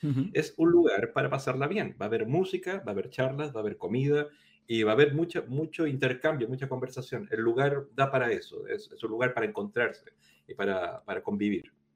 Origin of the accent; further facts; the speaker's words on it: Chile; moved away as an adult; now in Spain; hace 20 años más o menos había venido a estudiar a España, pues yo soy chileno